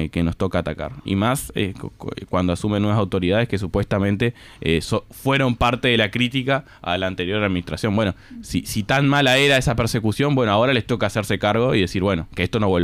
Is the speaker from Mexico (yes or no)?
no; Río Branco, Cerro Largo, Uruguay; soy un estudiante de Río Branco